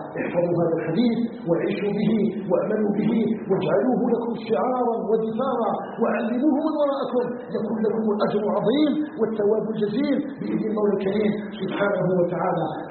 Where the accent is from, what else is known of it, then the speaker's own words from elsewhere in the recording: Algeria; أسأله تبارك وتعالى أن يجعل بلدنا الجزائر بلدا آمنا مطمئنا